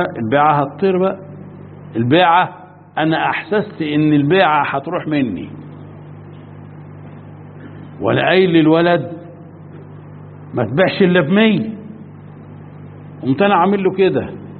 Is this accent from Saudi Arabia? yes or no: no; Egypt; مش فاهم، وانا مصري زيك بس مش فاهم